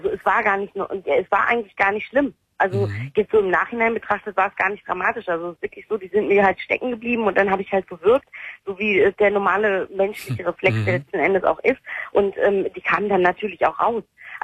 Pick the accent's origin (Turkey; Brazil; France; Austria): Turkey; Ich bin Türkin